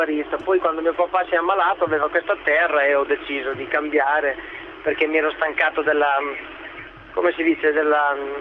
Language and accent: Italian; Riccione, Emilia-Romagna, Italy; sono di Rizzone e quindi mi...